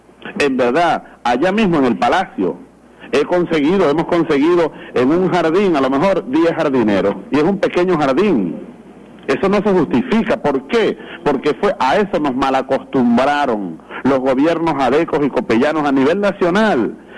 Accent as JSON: {"language": "Spanish", "country": "Venezuela", "said": "como venezolano, como joven, como hombre de esta revolución"}